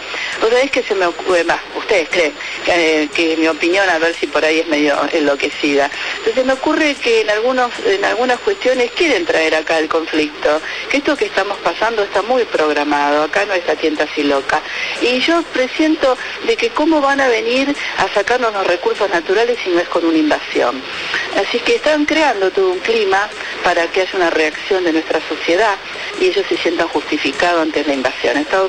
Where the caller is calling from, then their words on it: Olivos, Buenos Aires Province, Argentina; de Olivos.